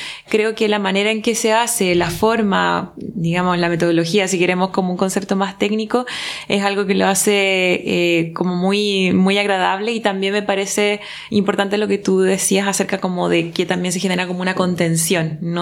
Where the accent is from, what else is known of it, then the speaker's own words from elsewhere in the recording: Paillaco, Los Ríos, Chile; soy de Chile, para la gente que nos va a estar escuchando. Y soy del sur de Chile, de un pueblo que se llama Paillaco, que está cerca de Valdivia.